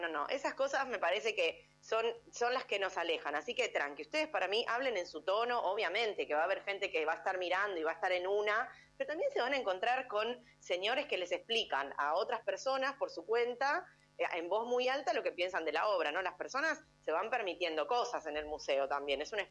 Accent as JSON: {"language": "Spanish", "town": "González Catán", "region": "Buenos Aires Province", "country": "Argentina", "said": "porque yo soy de González Catán, re lejos"}